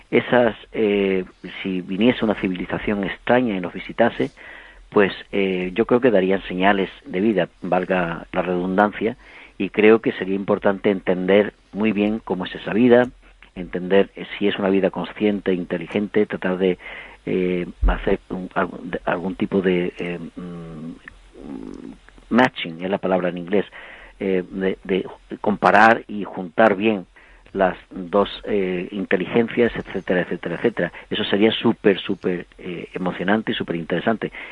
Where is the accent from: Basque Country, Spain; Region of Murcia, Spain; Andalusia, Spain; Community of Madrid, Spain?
Andalusia, Spain; Huelva; also born or lived in Alcalá de Guadaíra; yo no nací en Huelva, yo nací en Alcalá de Guadaira. Lo que pasa es que mi familia, pues por razones de después de la guerra, lo que sea, pues los destinaron a Huelva, y crecí en Huelva, y yo me siento de Alcalá y de Huelva